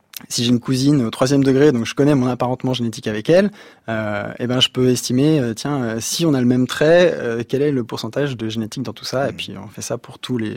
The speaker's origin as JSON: {"language": "French", "town": "Sury-le-Comtal", "region": "Auvergne-Rhône-Alpes", "country": "France", "tie": "born or raised there", "said": "on a grandi à Suril-Comtal dans la Loire et on était déjà un peu une famille particulière parce qu'on avait un bateau dans le jardin. La Loire c'est dans le Massif Central"}